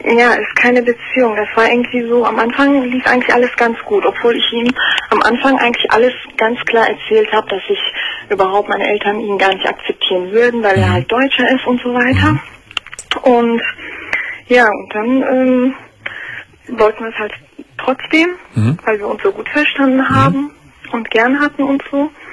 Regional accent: Turkey; also ich bin selber Türkin.

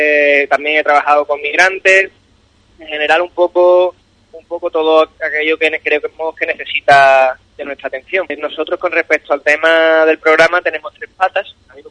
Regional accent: Cádiz, Andalusia, Spain; soy abogado. Yo soy de Cádiz, he vivido casi toda mi vida aquí, quitando unos 5 o 6 años que viví entre Medina y Chiclana, en el Berrueco concretamente

